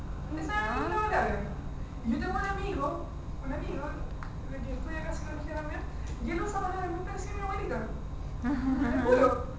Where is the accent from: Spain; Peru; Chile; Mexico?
Chile; Pues la cultura es chilena. Nosotros así como chilenos tenemos, así como culturalmente, tenemos una cultura súper arraigada